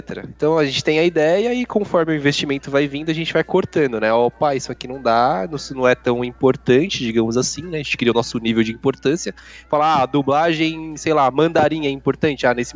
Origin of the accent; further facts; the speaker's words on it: Brazil; a gente é aqui do Brasil, então precisa ter uma dublagem em português, né?